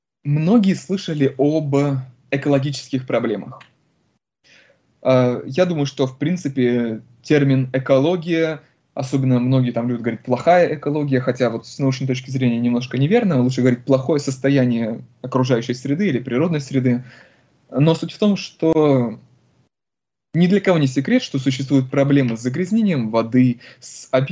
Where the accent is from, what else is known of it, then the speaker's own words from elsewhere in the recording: Republic of Karelia, Russia; born there; Я, допустим, родился в Карелии, мне она очень нравится, просто влюблен в нее.